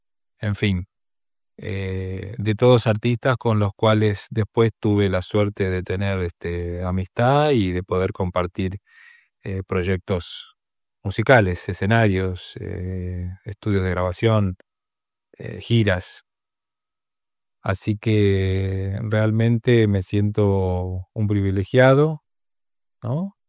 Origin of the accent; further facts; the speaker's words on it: Rosario, Santa Fe, Argentina; soy músico rosarino de la cuna del rock nacional, como le llamaba … al rock argentino. Nací en 1974